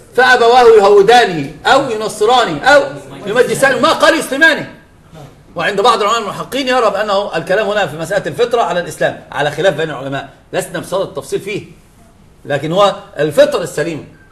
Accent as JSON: {"language": "Arabic", "country": "Egypt", "said": "الإلحاد انتشر كان في الجامعات عندنا في مصر شديد جدا"}